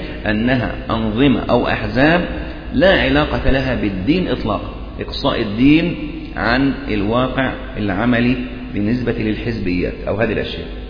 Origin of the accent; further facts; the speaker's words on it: Egypt; فنفس القضية يعني مثلا عندنا في مصر